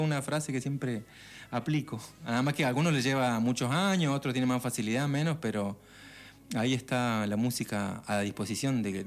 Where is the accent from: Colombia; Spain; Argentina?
Argentina; Córdoba; born there; Nací en Córdoba porque estaban viviendo en La Pampa mis viejos, viajaron a Córdoba.